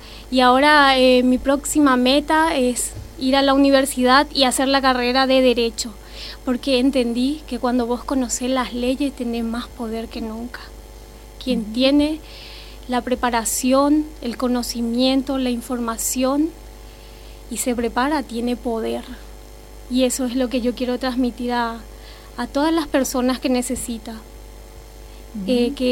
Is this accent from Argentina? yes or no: no; Paraguay; moved away as an adult; Primero soy extranjera, soy de Paraguay, acá vecino país. Vine enamorada.